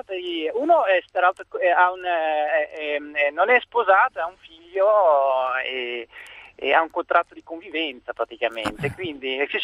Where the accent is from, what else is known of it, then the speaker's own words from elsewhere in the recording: Belgium; sono belga di origine